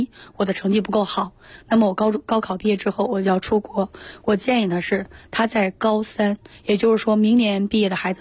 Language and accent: Chinese; China